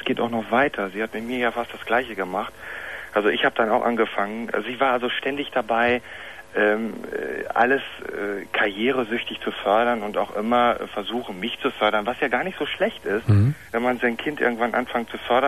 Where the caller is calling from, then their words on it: Berlin, Germany; Ich komme auch aus Berlin an.